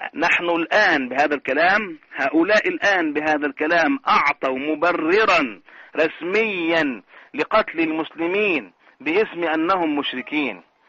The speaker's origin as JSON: {"language": "Arabic", "country": "Egypt", "said": "كما يقولون عندنا في مصر يفك الخط"}